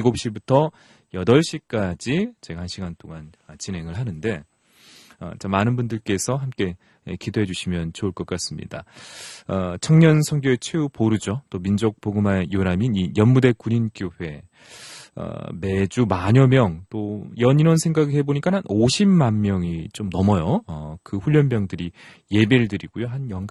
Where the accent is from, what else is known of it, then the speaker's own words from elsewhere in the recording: Nonsan, South Chungcheong, South Korea; 저도 논산 출신인데요.